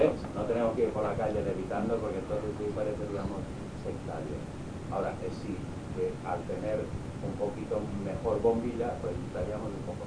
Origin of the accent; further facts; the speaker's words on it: Balearic Islands, Spain; Soy tan mallorquín que no creo que la espiritualidad tenga mucho que ver.